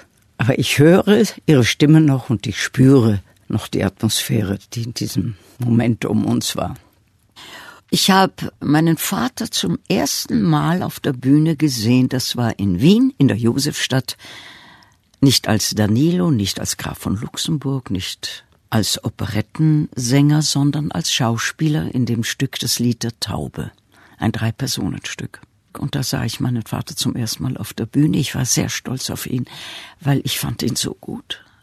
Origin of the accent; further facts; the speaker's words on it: Berlin, Germany; also born or lived in Potsdam; das war in Berlin, da lebten wir am Anfang meines Lebens. Ich wurde in Potsdam geboren.